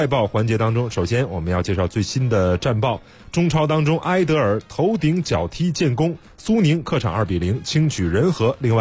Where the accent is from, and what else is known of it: China